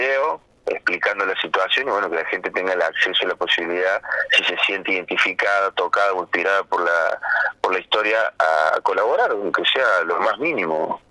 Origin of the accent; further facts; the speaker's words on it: Córdoba, Argentina; porque soy el único de Córdoba